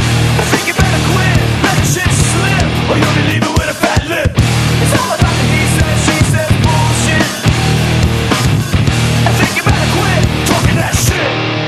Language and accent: Spanish; Madrid, Community of Madrid, Spain; Yo soy de Madrid, ¿eh?